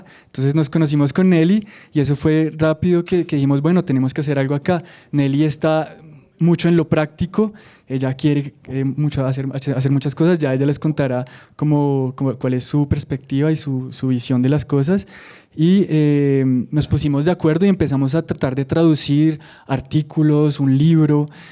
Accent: Bogotá, Colombia; also born or lived in France; Yo crecí en Bogotá, estudié aquí en la Universidad de los Andes, economía, luego viví en Francia, llevaba 8 años en Francia viviendo

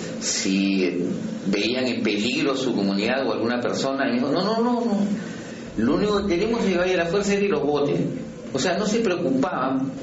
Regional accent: Peru; Y no nos preocupa mucho como peruanos, en el sentido de que no, de repente no son una amenaza.

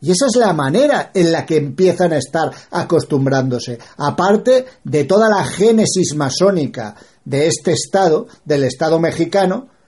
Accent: Spain; Spanish is a second language; now in London, United Kingdom; yo considero que mi cultura como español no ha chocado con la cultura local en ningún momento. Simplemente el idioma. Debía utilizar el inglés y tratar de acostumbrarme al acento

